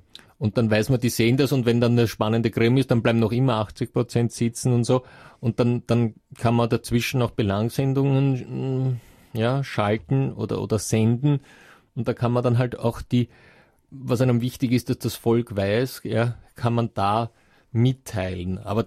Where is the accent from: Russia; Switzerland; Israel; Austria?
Russia; Das ist so ein Trick, ja, wobei jetzt bringen Sie ein Beispiel, das bei uns in Russland natürlich nicht allzu hoch im Kurs steht